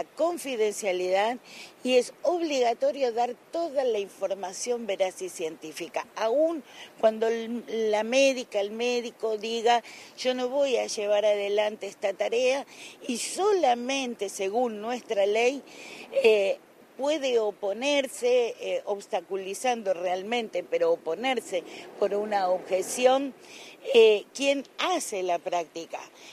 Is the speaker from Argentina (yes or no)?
yes; Salta, Argentina; Bueno, sin duda el NOA y el NEA siempre, yo soy salteña, estamos ahí en la cúspide de las encuestas